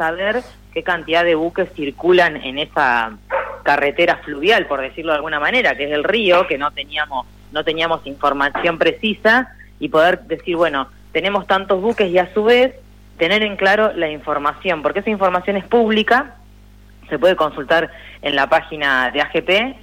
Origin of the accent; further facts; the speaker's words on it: Argentina; nos permite a nosotros y a nosotras como argentinas tener todo el tiempo el control